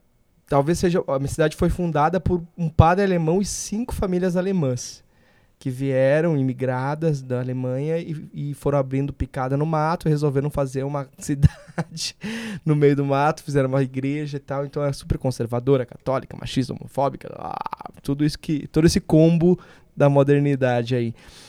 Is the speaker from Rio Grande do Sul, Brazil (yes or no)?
yes; Rio Grande do Sul, Brazil; eu sou do Rio Grande do Sul, né?